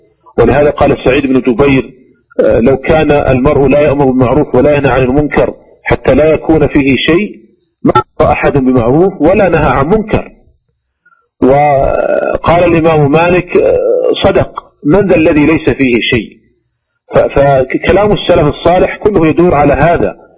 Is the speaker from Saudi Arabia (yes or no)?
yes; Saudi Arabia; وعندنا في المملكة العربية السعودية ولله الحمد المحكمة العليا